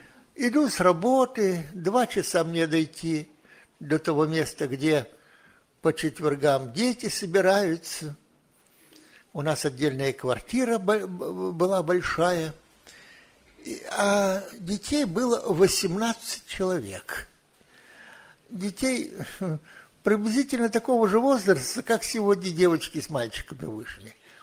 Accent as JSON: {"language": "Russian", "region": "Saint Petersburg", "country": "Russia", "tie": "born or raised there", "said": "Ну, я вырос в Ленинграде"}